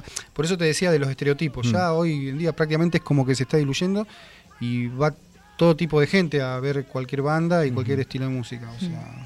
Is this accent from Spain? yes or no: no; Punta Alta, Buenos Aires Province, Argentina; born there; now in Bahía Blanca, Argentina; Yo nací allá, sí. En el 2000 ya nos mudamos.